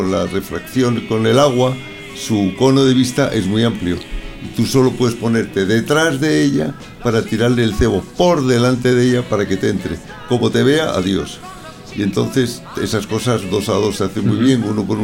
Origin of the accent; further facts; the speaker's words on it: Madrid, Community of Madrid, Spain; yo de Madrid. Bueno, los dos somos de Logroño y de Madrid.